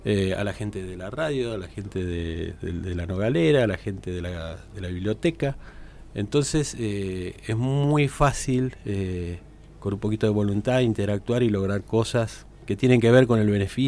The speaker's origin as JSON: {"language": "Spanish", "region": "Buenos Aires", "country": "Argentina", "said": "Yo vengo de Buenos Aires, de una gran ciudad"}